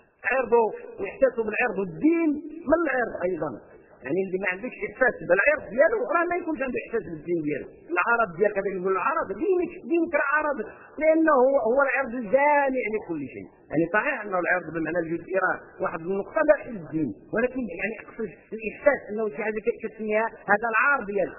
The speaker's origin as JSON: {"language": "Arabic", "country": "Morocco", "said": "عندنا في المغرب قصة مع القرآن سبحان الله العظيم"}